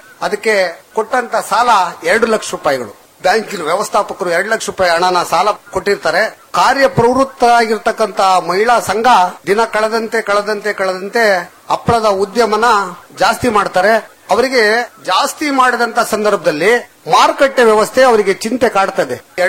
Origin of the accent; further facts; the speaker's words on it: Kadur, Karnataka, India; ನಂದು ಚಿಕ್ಕಮಗಳೂರು ಜಿಲ್ಲೆ ಕಡೂರು ತಾಲೂಕು, ಒಂದು ಪುಟ್ಟ ಹಳ್ಳಿ, ಶ್ರೀಕವಿ ಲಕ್ಷ್ಮೀಶ ಕವಿ ಹುಟ್ಟಿದಂತ ಒಂದು ಹಳ್ಳಿ. ಆ ಹಳ್ಳಿನಲ್ಲಿ ನಾನು ಮೂಲತಃ ಕೃಷಿಕ